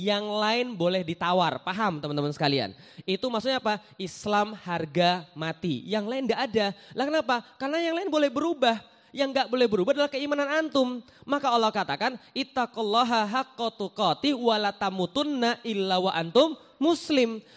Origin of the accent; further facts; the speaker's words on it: Palembang, South Sumatra, Indonesia; born there; now in Jakarta, Indonesia; saya lahir di Palembang. Saya seorang Chinese keturunan. Saya juga sekarang tinggal di Jakarta.